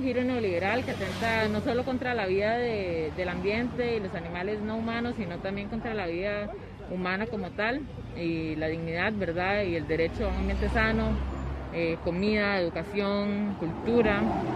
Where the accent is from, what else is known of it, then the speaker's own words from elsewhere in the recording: Costa Rica; Somos de acá, de Costa Rica.